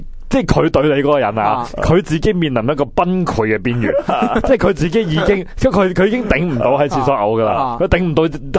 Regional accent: China; 个气氛佢哋好似嗱我哋中国人飲啤酒呢就即係好

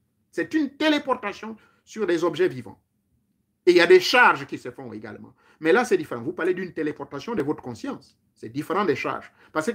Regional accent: Lambaréné, Moyen-Ogooué, Gabon; born there; je suis né à l'Ambaréné.

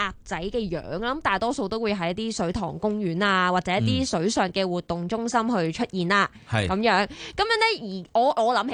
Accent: Hong Kong; 因为我哋香港人咧食惯中菜啊

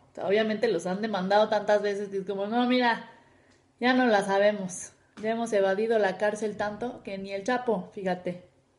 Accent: Mexico; todo lo que vivimos en ese momento de nuestra infancia, nos construyó el carácter como mexicanos

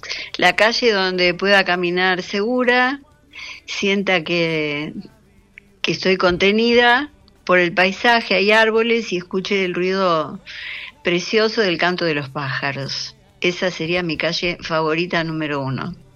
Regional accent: Buenos Aires, Argentina; yo soy re porteña, nací en lo que ahora es Palermo Hollywood, pero en ese entonces eran las inmediaciones de un mercado, el mercado de Dorrego. Ajá. Así que no era tan cool el barrio. Era mi barrio querido

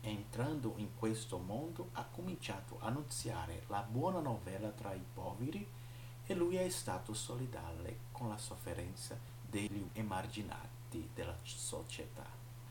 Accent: Penedo, Alagoas, Brazil; io vengo dalla diocesi di Penedo, stato di Alagoas, nord-est brasiliano

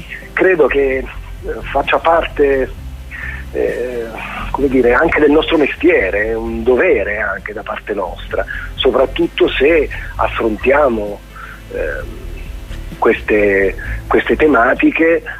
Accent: Abruzzo, Italy; L'Abruzzo è una terra estremamente bella, non lo dico solo perché è la mia terra

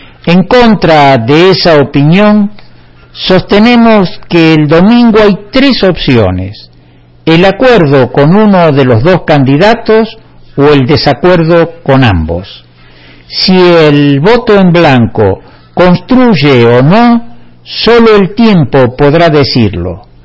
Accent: Argentina; Somos conscientes los argentinos que en las competencias debiera ganar el mejor y no esperar ver perder al peor.

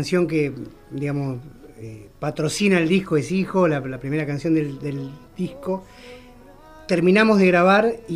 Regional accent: Quilmes, Buenos Aires Province, Argentina; Yo soy quilmenio.

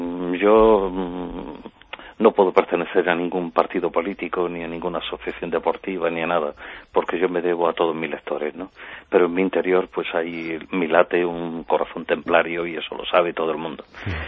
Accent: Granada, Andalusia, Spain; como buen granadino que soy, y en el caso de mi tierra me siento nazarí

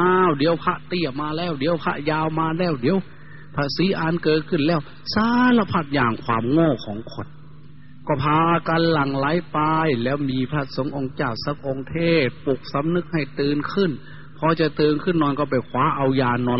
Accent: Isan, Thailand; โดยเฉพาะพี่น้องชาวอีสานเราทุกข์ยากลำบากกว่าชาติอื่นทุกอย่างลำบากกว่าแหล่งอื่น

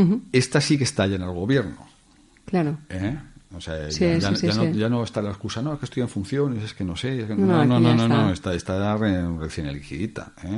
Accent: Zaragoza, Aragon, Spain; also born or lived in Valencian Community / Costa Rica; yo vivía en Comunidad Valenciana y después en el extranjero, en Costa Rica. Sí. Cuando yo llegué aquí a Zaragoza, que es mi ciudad natal

